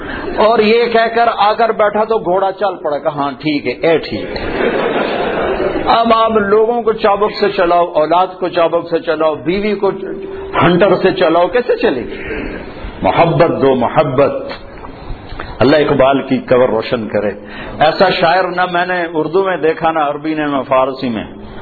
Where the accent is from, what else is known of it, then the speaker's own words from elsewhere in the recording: Punjab, Pakistan; میں چونکہ پنجاب کا ہوں، دیہات کا ہوں،